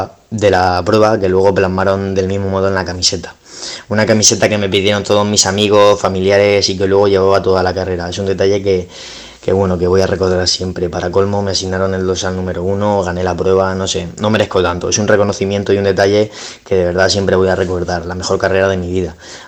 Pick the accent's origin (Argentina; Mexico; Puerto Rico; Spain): Spain; Rojales, Valencian Community; aquí en mi pueblo parece de película